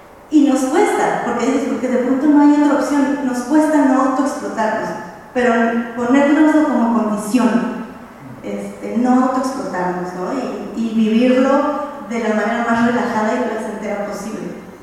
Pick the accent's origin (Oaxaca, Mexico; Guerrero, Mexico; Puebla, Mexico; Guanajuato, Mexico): Guanajuato, Mexico; vengo de Guanajuato